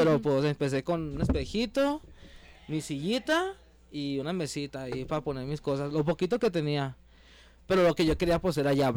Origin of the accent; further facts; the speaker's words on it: Guadalajara, Jalisco, Mexico; Bueno, yo soy de Oblatos, yo soy de Oblatos, pero allá radico, allá para el lado de Puente Grande.